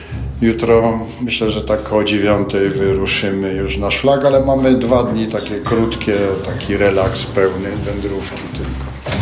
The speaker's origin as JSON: {"language": "Polish", "town": "Kraków", "region": "Lesser Poland", "country": "Poland", "said": "Tak najbliżej gór to chyba jednak jestem ja, bo z Krakowa, prawda?"}